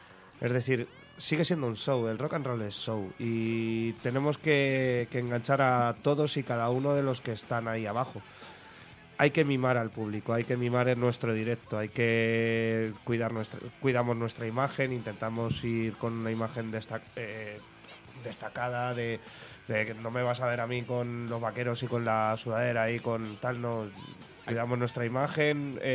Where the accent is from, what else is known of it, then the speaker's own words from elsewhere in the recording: Madrid, Community of Madrid, Spain; Y además es que nosotros somos madrileños.